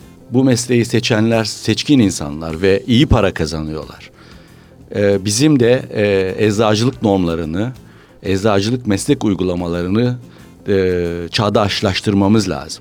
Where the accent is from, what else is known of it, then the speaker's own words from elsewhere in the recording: Bitlis, Bitlis Province, Turkey; born there; 1949 yılında Bitlis'te doğdum.